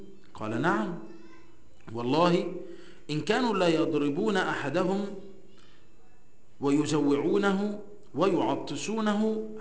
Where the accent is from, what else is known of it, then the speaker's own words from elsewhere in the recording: Egypt; هو من عادة المصريين اصلا، احنا كمصريين، اي حد مصري